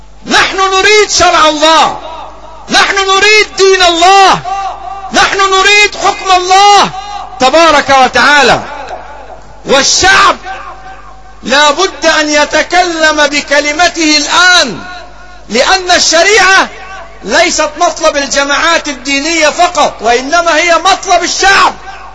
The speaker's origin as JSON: {"language": "Arabic", "country": "Egypt", "said": "في بلدنا مصر ستجرى انتخابات قريبة"}